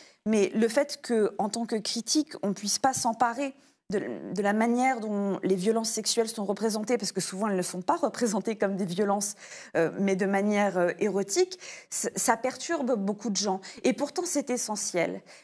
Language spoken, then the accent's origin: French; United States; now in France; je suis franco-américaine, j'ai fait mon doctorat à NYU, donc je viens des États-Unis